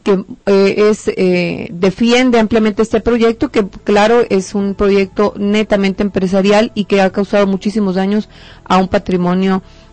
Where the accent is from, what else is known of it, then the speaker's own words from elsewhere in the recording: Mexico; nuestra cultura, nuestra nobleza y nuestra generosidad como mexicanos